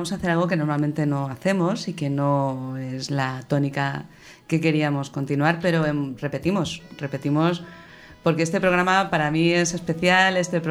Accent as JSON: {"language": "Spanish", "town": "Ferrol", "region": "Galicia", "country": "Spain", "said": "se va a mi tierra, se va a Ferrol"}